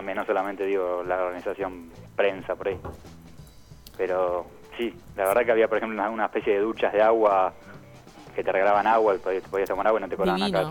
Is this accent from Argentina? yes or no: yes; Argentina; yo soy argentino